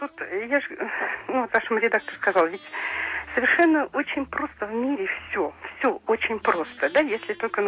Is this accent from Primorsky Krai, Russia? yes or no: no; Krasnodar Krai, Russia; Мы с Кубани.